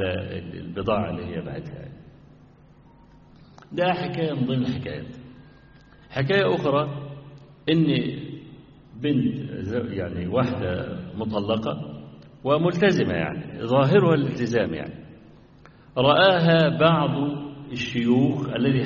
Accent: Egypt; حتى صدر عندنا في مصر في بعض المحاكم

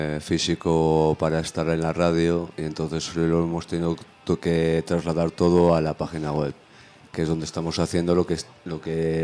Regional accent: León, Castile and León, Spain; viniendo como venimos de León

